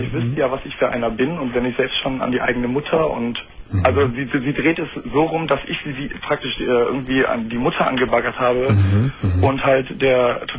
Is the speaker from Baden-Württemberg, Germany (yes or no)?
no; Düsseldorf, North Rhine-Westphalia, Germany; ich komme aus Düsseldorf und das ist ja eigentlich eine ziemliche Karnevalshochburg.